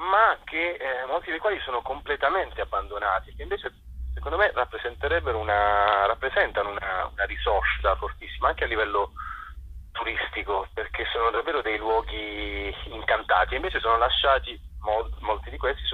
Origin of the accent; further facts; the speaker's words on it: Bitonto, Apulia, Italy; non dalla Puglia, da Bitonto, il mio paese